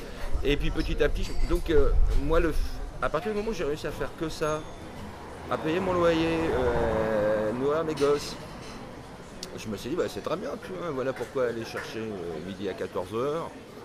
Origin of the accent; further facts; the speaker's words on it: Dieppe, Normandy, France; j'ai grandi en Normandie